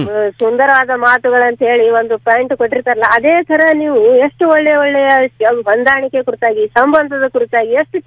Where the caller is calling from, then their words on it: Musaligi, Karnataka, India; Vijayapura district ಮುಸಾಳಿಗೆ ಗ್ರಾಮದಿಂದ ಮಾತಾಡ್ತಾ ಇದ್ದೀನಿ ಸರ್.